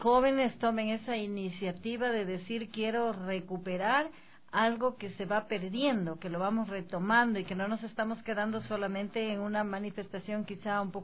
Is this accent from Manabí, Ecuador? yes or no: no; Píllaro, Tungurahua, Ecuador; En homenaje dice yo que soy de Píllaro.